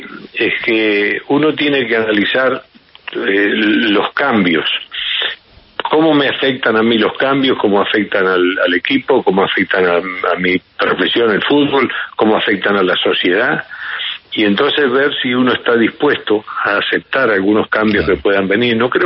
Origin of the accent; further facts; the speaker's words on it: Uruguay; Yo no sé si somos los uruguayos.